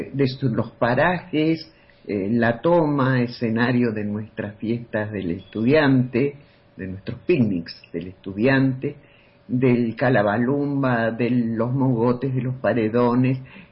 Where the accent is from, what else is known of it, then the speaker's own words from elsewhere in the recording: Capilla del Monte, Córdoba, Argentina; now in Córdoba, Argentina; en Capilla del Monte vivimos más o menos hasta los 18 años, después nos vinimos a Córdoba, volvimos esporádicamente.